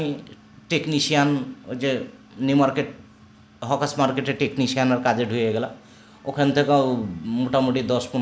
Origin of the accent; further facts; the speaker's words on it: Rajshahi, Rajshahi Division, Bangladesh; হ্যাঁ, ছোটবেলাতে আমার দরগাপাড়াই কেটেছে।